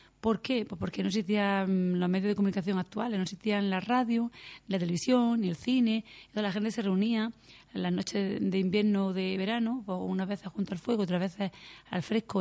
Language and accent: Spanish; Roquetas de Mar, Andalusia, Spain; Y como soy del Poniente, soy de Roquetas, pues me dediqué al Poniente.